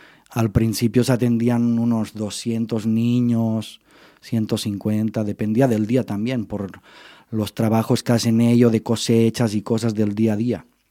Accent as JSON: {"language": "Spanish", "town": "Lleida", "region": "Catalonia", "country": "Spain", "said": "yo que soy de Lérida"}